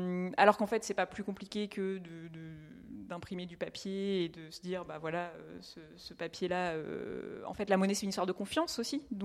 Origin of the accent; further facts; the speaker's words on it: Saint-Brieuc, Brittany, France; Oui, donc je suis originaire de Saint-Brieuc